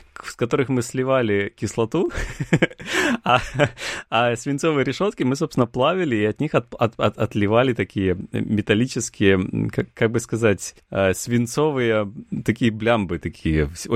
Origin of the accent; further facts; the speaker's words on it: Cherepovets, Vologda Oblast, Russia; мое детство, лихое детство в Череповце, в, собственно, в этом районе, в котором были там только кусты и ничего больше.